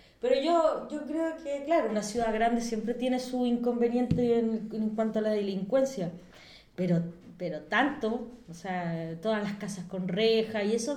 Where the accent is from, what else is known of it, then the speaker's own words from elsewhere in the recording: Santiago, Santiago Metropolitan Region, Chile; yo tan orgullosa de mi ciudad, yo soy de Santiago